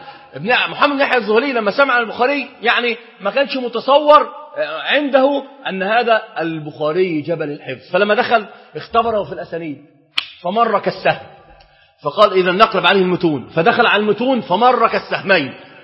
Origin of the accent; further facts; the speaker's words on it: Egypt; إحنا عندنا في مصر اشتهر شيء قوي جدا